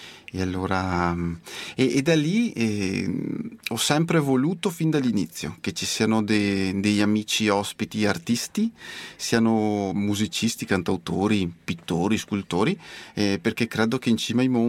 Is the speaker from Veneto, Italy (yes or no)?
yes; Sant'Orso, Veneto, Italy; Io arrivo da Sant'Orso, che è in provincia di Vicenza, al nord del Vicentino, proprio dove iniziano le piccole Dolomiti, e arrivo da lì.